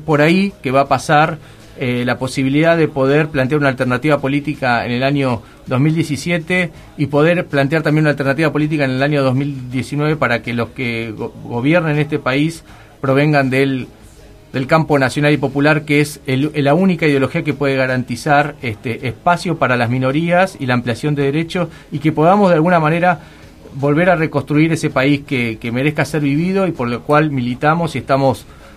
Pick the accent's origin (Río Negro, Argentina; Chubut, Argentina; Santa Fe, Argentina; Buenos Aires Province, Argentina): Buenos Aires Province, Argentina; La Plata; nosotros somos de La Plata